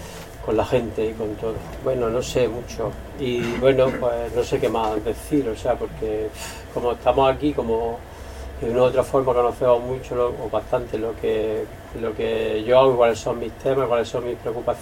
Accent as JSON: {"language": "Spanish", "town": "Valencia", "region": "Valencian Community", "country": "Spain", "tie": "born or raised there", "said": "vengo también de Valencia otra vez, donde de niño era de los pocos sitios donde veíamos vedette, ¿no?"}